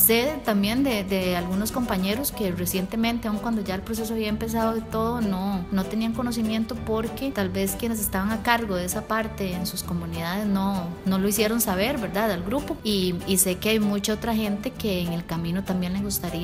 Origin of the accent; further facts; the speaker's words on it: Santa Bárbara de Heredia, Heredia, Costa Rica; Yo soy de Santa Bárbara de Heredia